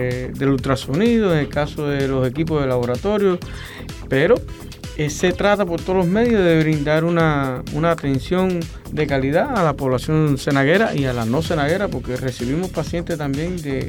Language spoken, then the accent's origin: Spanish; Calimete, Matanzas, Cuba; now in Ciénaga de Zapata, Cuba; yo no soy natural de la Hacienda de Zapata, soy de Calimete.